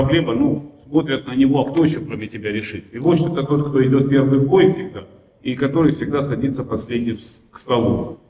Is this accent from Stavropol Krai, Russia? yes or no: yes; Pyatigorsk, Stavropol Krai, Russia; Я тоже русский продукт, я из Пятигорска, Северного Кавказа. Отец у меня с Пензы, там дед с Грузии откуда-то. Ну, мы все русские